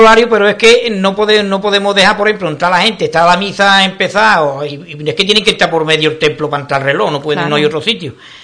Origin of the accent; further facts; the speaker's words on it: Ubrique, Andalusia, Spain; el que es ubriqueño, nació de aquí y es carnal, por lo menos a mí me duele mi pueblo, ¿no?